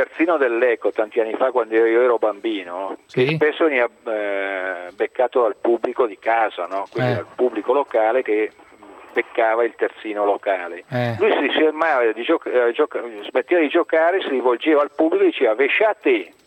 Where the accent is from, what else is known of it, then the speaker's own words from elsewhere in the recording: Lecco, Lombardy, Italy; io vengo da Lecco, città del Manzoni, quindi città con, diciamo, afflati culturali molto elevati.